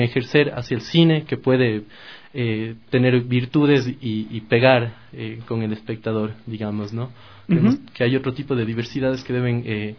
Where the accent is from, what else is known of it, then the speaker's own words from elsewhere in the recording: Ecuador; como ecuatorianos, hacemos cine para ecuatorianos